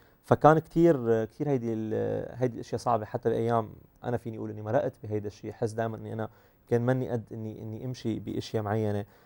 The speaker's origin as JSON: {"language": "Arabic", "country": "Syria", "moved": "yes", "said": "هيدا اكثر شيء صعب للاسف ايام عم نمر فيه كسوريين"}